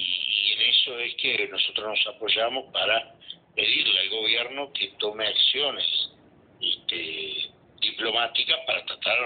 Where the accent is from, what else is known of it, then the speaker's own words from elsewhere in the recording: Uruguay; sino como uruguayos, en cuanto a no tolerar este tipo de intromisiones en nuestra plaza financiera.